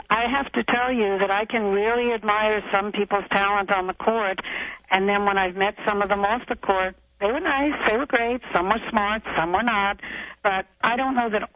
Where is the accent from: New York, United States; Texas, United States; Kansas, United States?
New York, United States; New York City; I come from New York City, and I snuck out of my house when I was 12 to go see jazz musicians. So I was a pretty sophisticated girl by the time I met these guys.